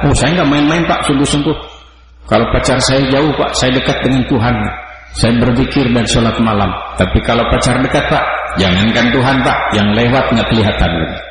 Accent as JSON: {"language": "Indonesian", "region": "West Java", "country": "Indonesia", "tie": "born there", "said": "Karena kebetulan saya lahir di Jawa Barat, bukan di Eropa Barat."}